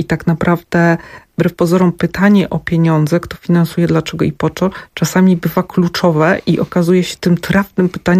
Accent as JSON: {"language": "Polish", "town": "Zamość", "region": "Lublin Voivodeship", "country": "Poland", "said": "Ja pochodzę z Zamościa."}